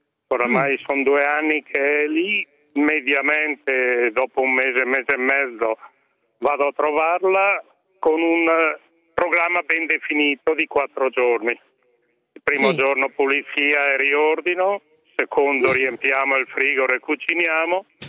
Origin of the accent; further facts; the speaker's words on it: Bergamo, Lombardy, Italy; now in Milan, Italy; io sono bergamasco e vivo a Milano